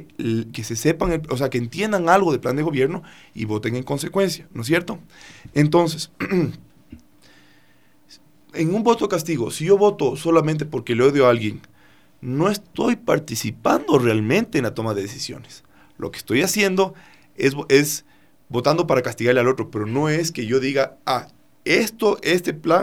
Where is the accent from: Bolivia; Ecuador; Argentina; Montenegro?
Ecuador; yo tomé la decisión como ecuatoriano que en el territorio que me pertenece como ciudadano se mantenga preservado el Yasuní ITT.